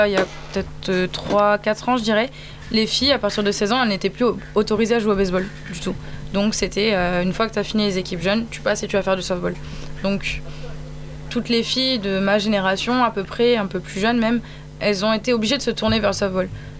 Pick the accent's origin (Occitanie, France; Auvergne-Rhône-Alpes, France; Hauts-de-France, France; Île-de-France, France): Auvergne-Rhône-Alpes, France; Lyon; Je suis originaire de Lyon, chez moi c'était pas possible.